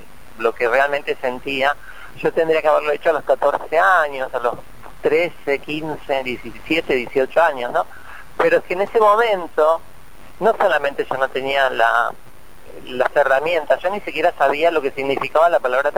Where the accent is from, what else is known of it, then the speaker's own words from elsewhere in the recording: Bahía Blanca, Buenos Aires Province, Argentina; also born or lived in La Plata; now in New York, United States; Me fui a vivir a La Plata, yo soy de Bahía Blanca, primero fui a La Plata a hacer psicología, porque no estaba en Bahía Blanca, estuve un semestre en La Plata, después fui a Buenos Aires, terminé la carrera y me fui a vivir a Nueva York.